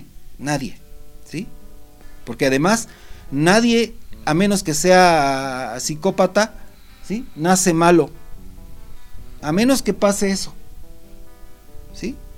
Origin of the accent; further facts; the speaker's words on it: Mexico; como sociedad mexicana nos estaríamos pudriendo